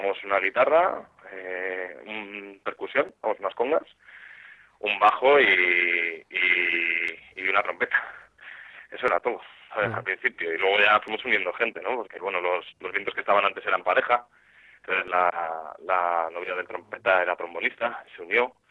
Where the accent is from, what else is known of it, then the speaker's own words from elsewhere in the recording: Alicante, Valencian Community, Spain; es que como realmente yo soy de Alicante y toda mi familia es de Alicante